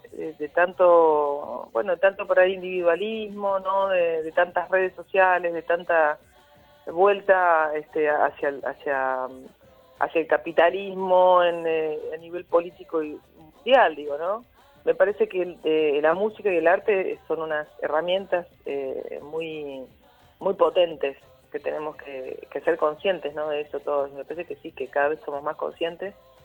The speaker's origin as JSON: {"language": "Spanish", "region": "Córdoba", "country": "Argentina", "said": "Yo soy del interior de Córdoba, no soy de Córdoba capital. Entonces, para cuando yo vine en el 89, terminé el secundario y vine acá y para mí era todo nuevo."}